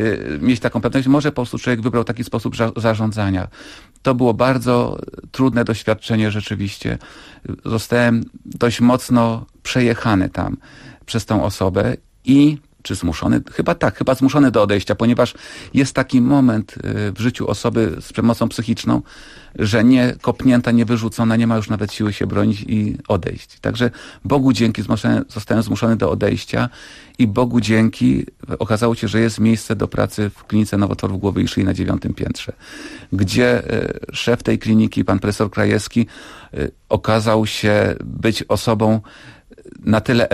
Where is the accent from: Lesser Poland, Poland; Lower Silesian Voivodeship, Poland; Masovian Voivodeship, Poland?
Lesser Poland, Poland; Kraków; ja pochodzę z Nowej Huty. Kiedyś bardzo to rozróżniano, Krakus i Hutas. Teraz już nie wstyd być z Nowej Huty i się do tego przyznać.